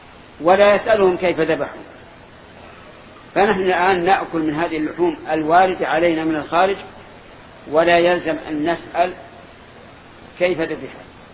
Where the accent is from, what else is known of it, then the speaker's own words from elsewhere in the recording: Saudi Arabia; وأتكلم أنا عن بلادنا السعودية والحمد لله